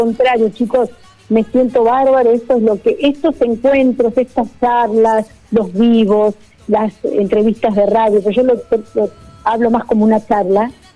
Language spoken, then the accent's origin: Spanish; Argentina; agradeciendo que soy argentina, que soy argentina y que amo mi país.